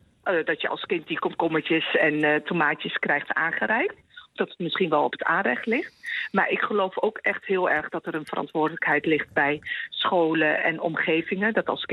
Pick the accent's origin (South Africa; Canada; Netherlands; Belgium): Netherlands; Winterswijk, Gelderland; born there; Ik ben Marokkaanse geboren in Winterswijk.